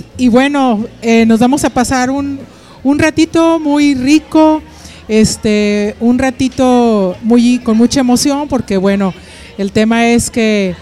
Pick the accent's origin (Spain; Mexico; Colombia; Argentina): Mexico; Nuevo León; como mexicanos, como neoloneses, nos demos cuenta de las maravillas que tenemos